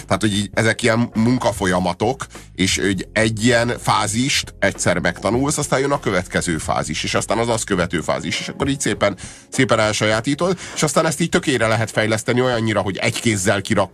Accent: Hungary; hiszen magyarok vagyunk, és miénk a Rubik kocka

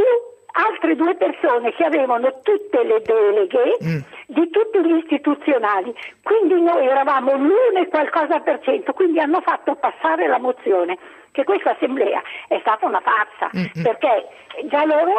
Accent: Milan, Lombardy, Italy; io vivo a Milano, sono una milanese

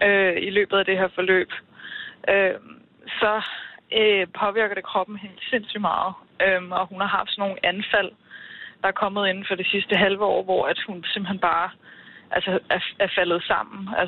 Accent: Copenhagen, Capital Region of Denmark, Denmark; Jeg er fra København.

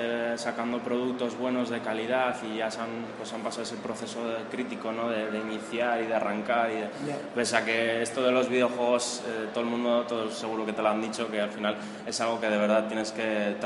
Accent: Vitoria-Gasteiz, Basque Country, Spain; born there; yo soy nacido en Gasteiz

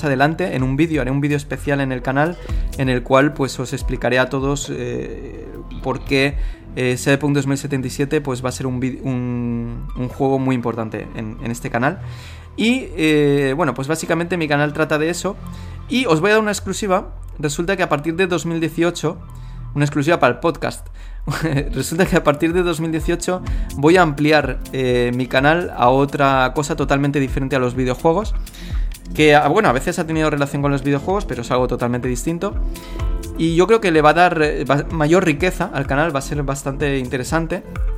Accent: Valencia, Valencian Community, Spain; now in Busan, South Korea; vivo en una ciudad de Corea del Sur que se llama Busan, que está al sur del país. Llevo aquí viviendo 6 años, aunque realmente yo soy de Valencia

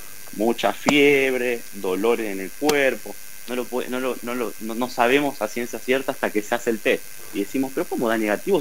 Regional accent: Santa Fe, Argentina; now in Brazil; como argentino que sigamos hablando del dengue, porque en Santa Fe, en mis recuerdos, ya era muy poco, era algo bastante combatido, pero acá en Brasil no

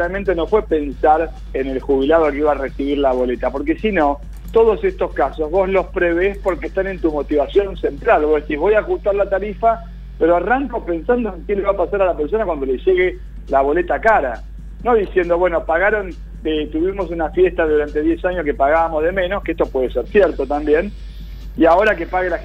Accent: Argentina; No quiero ver una reunión de gabinete, yo como argentino, en toda bufanda.

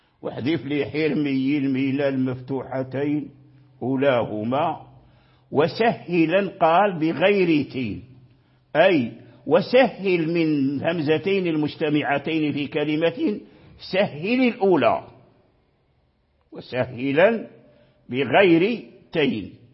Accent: Morocco; يقرأها بالهاء خالصة عندنا في المغرب

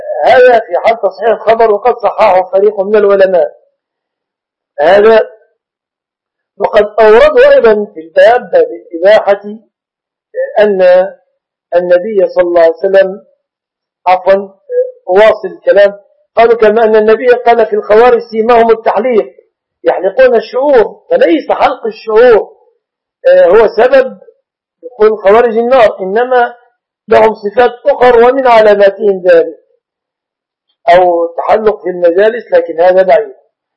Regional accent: Egypt; ويعيد الدروس للمسلمين في بلادنا مصر وفي غيرها من البلاد المسلمة

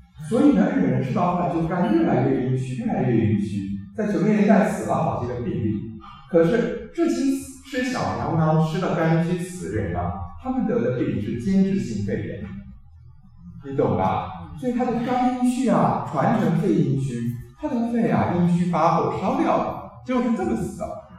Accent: Taiwan; 典型的情志上的肾阴实就是我们台湾人说的狭义忧郁症

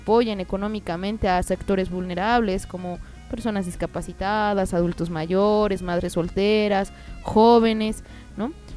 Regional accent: Mexico; a los más de 120 millones que somos de mexicanos que sobrevivimos con el mínimo

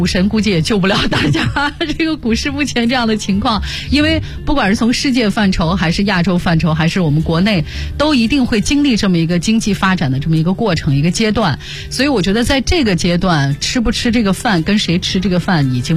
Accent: Northwest China, China; 你看我们我们西北人就是实在

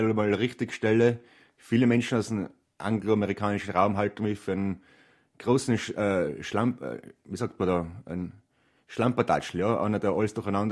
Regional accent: Trentino-Alto Adige, Italy; obwohl ich ein einfacher Mensch aus den Bergen bin, aus den Südtiroler Bergen, sehr stolz darauf, kam aus einfachen Verhältnissen

